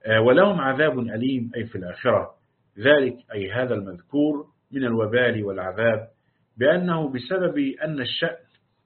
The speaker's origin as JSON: {"language": "Arabic", "region": "Upper Egypt", "country": "Egypt", "said": "يعني حتى عندنا في الصعيد يقال للمرأة الصادة"}